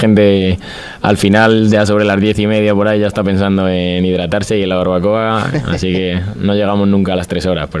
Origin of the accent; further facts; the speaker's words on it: Spain; esto como buen español, siempre después de hacer deporte hay que recuperar